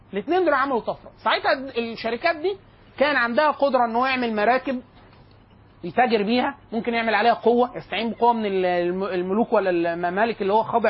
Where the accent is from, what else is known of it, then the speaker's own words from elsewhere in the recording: Egypt; عندنا في مصر